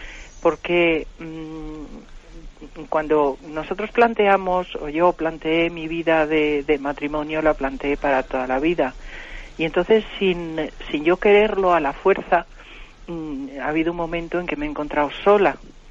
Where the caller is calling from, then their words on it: Madrid, Community of Madrid, Spain; de Madrid.